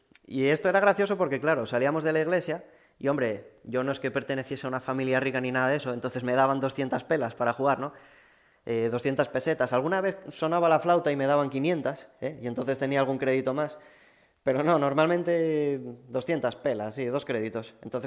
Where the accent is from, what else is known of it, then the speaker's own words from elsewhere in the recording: Quintes, Asturias, Spain; also born or lived in Gijón; yo soy de un pueblo pequeñito del concejo de Villaviciosa, que se llama Quintes. Un pueblo muy bonito